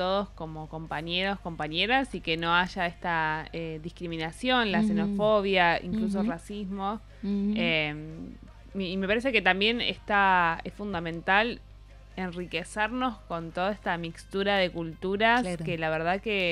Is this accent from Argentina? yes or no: yes; Buenos Aires, Argentina; accent: porteño; el acento, ¿no? Que nosotros también tenemos, los que somos porteños, que tenemos un acento particular también.